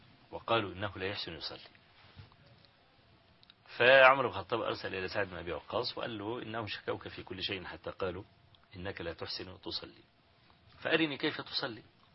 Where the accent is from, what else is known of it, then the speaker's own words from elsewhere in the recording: Hawin, Kafr El Sheikh Governorate, Egypt; مسألة حوين يعني قرية قابعة كده في مركز تبع مركز الرياض في محافظة كفر الشيخ